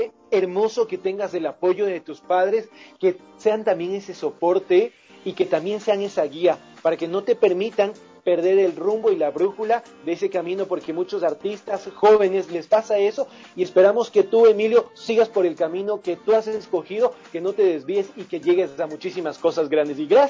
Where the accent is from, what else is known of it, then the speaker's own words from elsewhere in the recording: Ecuador; nosotros somos ecuatorianos y somos un pueblo de guerreros y guerreras, que no nos amilanamos ante nada.